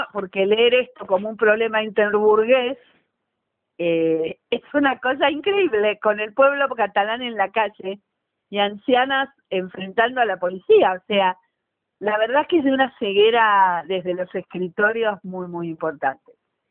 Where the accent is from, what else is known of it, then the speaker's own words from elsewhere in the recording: Argentina; yo soy argentina y soy vasca también, ¿no? Así que soy vasca y, por supuesto, formo parte del movimiento independentista de la diáspora vasca en la Argentina